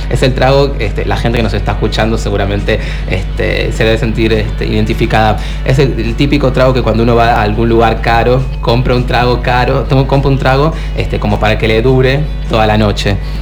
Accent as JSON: {"language": "Spanish", "town": "Quilmes", "region": "Buenos Aires Province", "country": "Argentina", "said": "Yo me pierdo, yo soy de Quilmes, le cuento a la audiencia"}